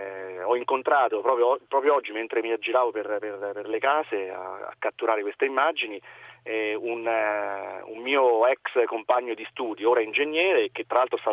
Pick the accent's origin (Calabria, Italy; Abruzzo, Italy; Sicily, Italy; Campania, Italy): Abruzzo, Italy; L'Aquila; Sì, sono aquilano e sono tornato all'Aquila perché torno praticamente tutti i giorni.